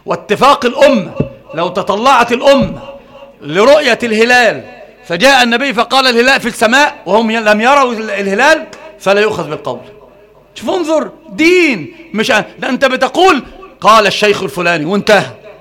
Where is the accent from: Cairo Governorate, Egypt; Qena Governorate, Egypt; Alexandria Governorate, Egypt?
Alexandria Governorate, Egypt; Alexandria; لا انا مش معوق، انا اسكندراني.